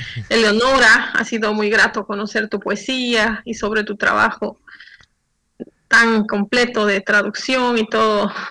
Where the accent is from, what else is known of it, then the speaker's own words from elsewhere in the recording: La Paz, Bolivia; born there; now in Santa Cruz, Bolivia; Desde Santa Cruz. Yo vivo en Santa Cruz ya hace 14 años, aunque nací en La Paz, que mencionabas.